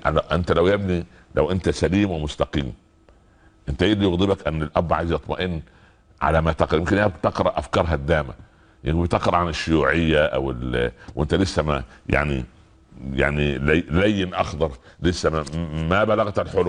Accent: Upper Egypt, Egypt; كان زمان في الأراضي الزراعية عندنا في الصعيد وفي الفلاحين وفي الأرياف

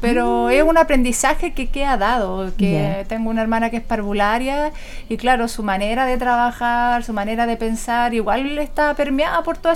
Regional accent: Concepción, Biobío, Chile; born there; Soy penquista de nacimiento.

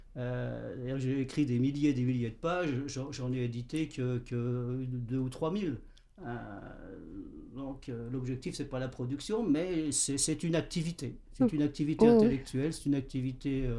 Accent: Jarville, Grand Est, France; born there; Donc je suis né à Jarville, hein, dans la région, devant les ruines des forges du Nord-Est.

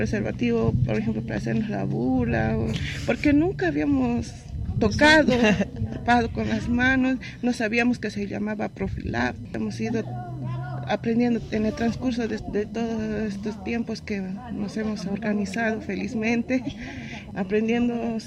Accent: La Paz, Bolivia; now in Buenos Aires, Argentina; soy de La Paz, Bolivia, pero migré a Argentina. Ahora estoy viviendo en el barrio de Lugano, Villa 20.

